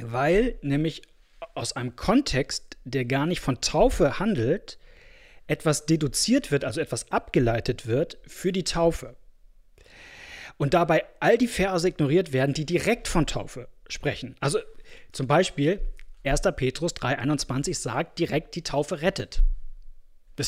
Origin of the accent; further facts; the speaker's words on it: Kazakhstan; und da gibt es auch keine Kirchenbücher in dem kleinen Dorf in Kasachstan, wo ich groß geworden bin